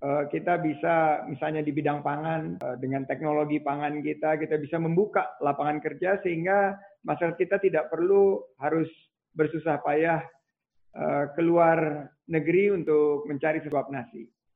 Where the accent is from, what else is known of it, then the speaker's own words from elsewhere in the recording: Pekanbaru, Riau, Indonesia; born there; saya kelahiran Rumbai, Pekanbaru